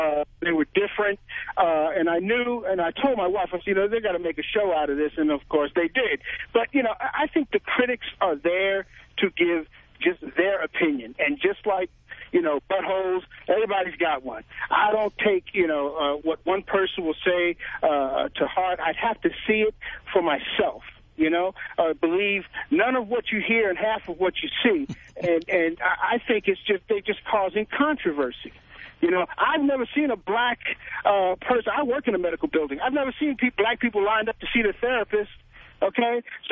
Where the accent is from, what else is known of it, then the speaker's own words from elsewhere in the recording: New York, United States; now in California, United States; I'm being from New York, you know, transplanted to California.